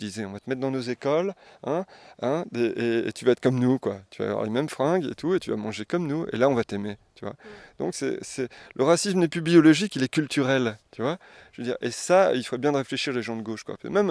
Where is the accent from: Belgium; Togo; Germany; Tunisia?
Belgium; Tournai, Wallonia; moi, je suis originaire de Tournai